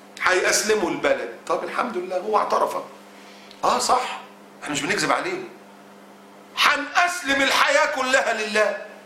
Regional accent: Egypt; طالع واحد رئيس الصليبيين هناك عندنا في مصر وبيقول بالنص كده

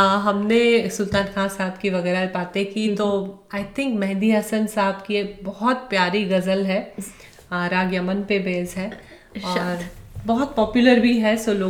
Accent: Rajkot, Gujarat, India; वो इंडिया में ही है, राजकोट में ही है जहाँ मैं पली बड़ी हूँ.

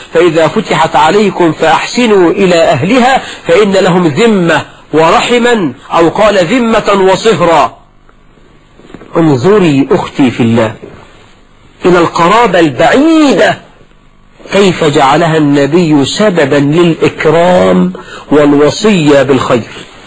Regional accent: Egypt; المصريون أخوال العرب، أنا كمصري خال كل العرب

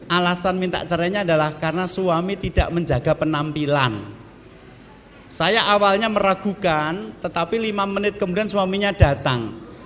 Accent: Java, Indonesia; datangkan saya dari Jawa, tak terangkan

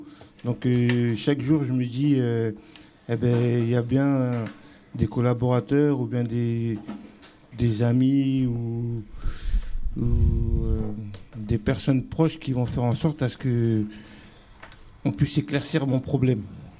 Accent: Burkina Faso; also born or lived in Congo / Guinea; Moi, je suis originaire du Burkina Faso, du Congo et de la Guinée. Plusieurs pays, c'est un mélange.

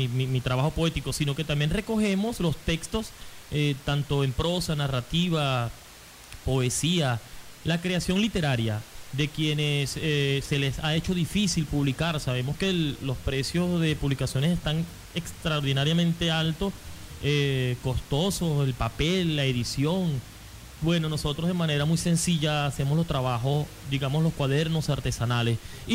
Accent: Carora, Lara, Venezuela; also born or lived in Maracaibo / Mérida / Caracas; yo nací en Maracaibo, y cuando nací me llevaron para Carora, y allí estuve mucho tiempo, y luego me fui para Mérida.

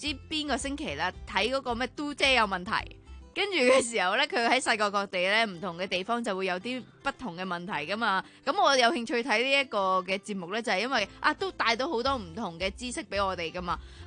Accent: China; 同埋即系我哋中国人好多时候最多听

